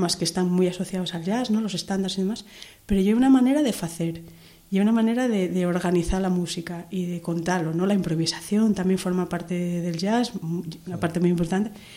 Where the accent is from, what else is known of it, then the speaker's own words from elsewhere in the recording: Asturias, Spain; llego a mi familia en Asturias, en mi pueblo